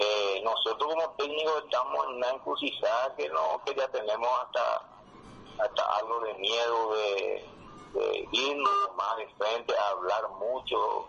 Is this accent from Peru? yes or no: no; Paraguay; nosotros como país pequeño que somos de Paraguay